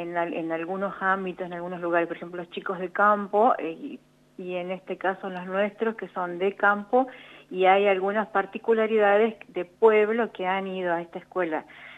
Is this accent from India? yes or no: no; Santa Rosa, La Pampa, Argentina; yo soy de Santa Rosa, entonces yo dije, ¿por qué no en mi zona?